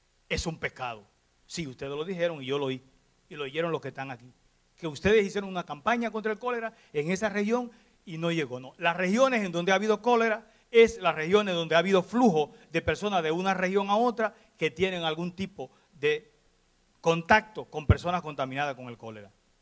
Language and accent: Spanish; Dominican Republic; soy dominicano